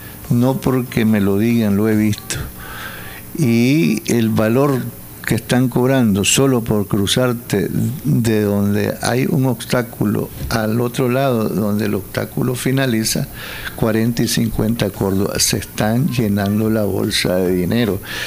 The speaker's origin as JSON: {"language": "Spanish", "country": "Nicaragua", "said": "porque así somos los nicaragüenses"}